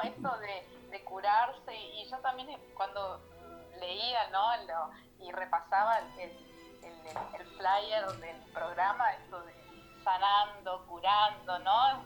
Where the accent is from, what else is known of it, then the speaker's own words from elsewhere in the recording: Posadas, Misiones, Argentina; Sí, yo soy de Posadas, que es la capital de Misiones.